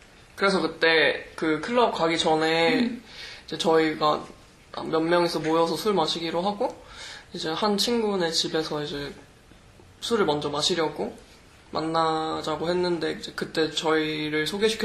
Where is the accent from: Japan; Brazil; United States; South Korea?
South Korea; moved away as an adult; 그때 저도 한국에서 온 지 얼마 안 됐잖아요.